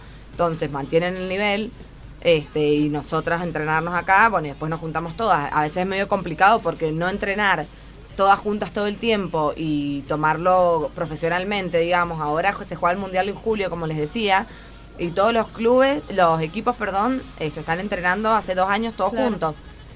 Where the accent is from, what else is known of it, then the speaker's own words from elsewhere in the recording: Argentina; Somos 6 argentinas, sí.